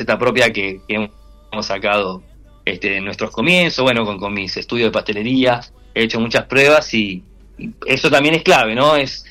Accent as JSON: {"language": "Spanish", "town": "Quilmes", "region": "Buenos Aires Province", "country": "Argentina", "said": "somos de Quilmes y vos sabés que acá manda el fanatismo por el número uno"}